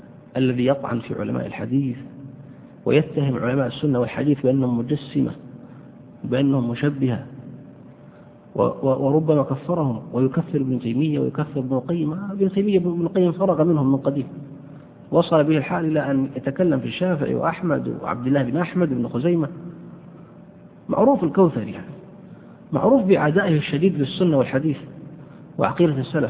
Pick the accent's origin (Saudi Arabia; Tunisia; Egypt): Saudi Arabia; مدرس مع الأسف عندنا في السعودية